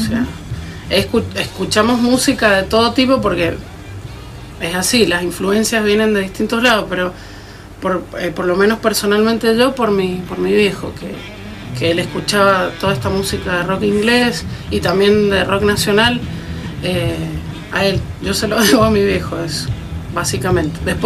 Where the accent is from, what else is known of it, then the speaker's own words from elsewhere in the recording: Godoy Cruz, Mendoza, Argentina; Pero como yo soy de Godoy Cruz, me parece que...